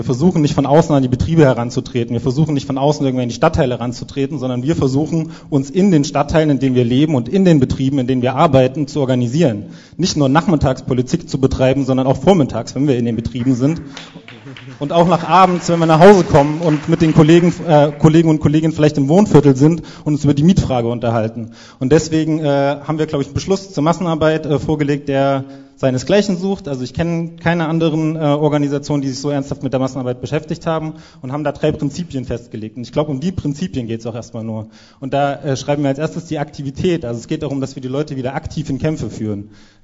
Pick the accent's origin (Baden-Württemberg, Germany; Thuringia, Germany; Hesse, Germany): Thuringia, Germany; also born or lived in Leipzig; ich bin in Leipzig geboren worden, habe 10 Jahre in Thüringen gewohnt